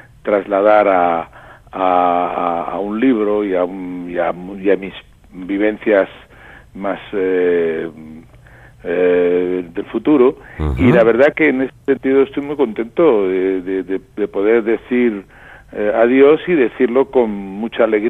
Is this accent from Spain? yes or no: yes; Granada, Andalusia, Spain; moved away; cogí un tren y me fui de Granada a Madrid a grabar discos